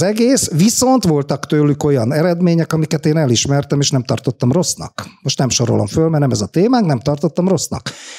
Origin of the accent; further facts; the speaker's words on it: Hungary; Én igaz magyar vagyok